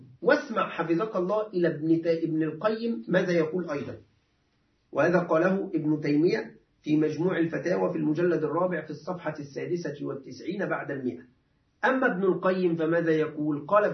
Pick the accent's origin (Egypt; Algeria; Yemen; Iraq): Egypt; فمعلش عندنا نحن العرف المصري معلش يعني أنا آسف